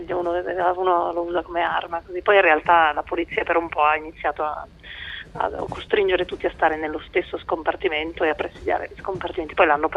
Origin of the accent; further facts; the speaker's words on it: Genoa, Liguria, Italy; poi da genovese la focaccia con le cipolle, per esempio, è molto frequentata anche a colazione